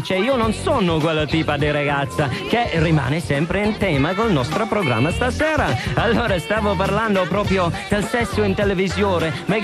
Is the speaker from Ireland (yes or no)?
yes; Ireland; Italian is a second language; now in Italy; in Irlanda non ci sta niente del genere, non si vede cose che si vedono in Italia